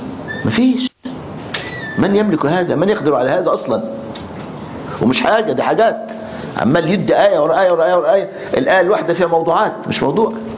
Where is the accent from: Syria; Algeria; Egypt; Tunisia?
Egypt; كنا بنطلع رحله نصطاد سمك في البحر الاحمر عندنا في مصر